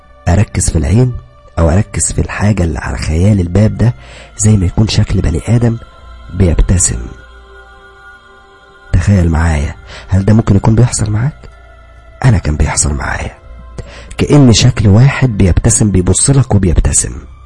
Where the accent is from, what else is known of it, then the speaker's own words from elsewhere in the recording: Upper Egypt, Egypt; now in Cairo, Egypt; بعد ما خلصت دراستي اتجهت الى القاهرة، انا اصلا من الصعيد، يعني اصلي صعيدي، ولكن اتجهت الى القاهرة وقعدت في شقة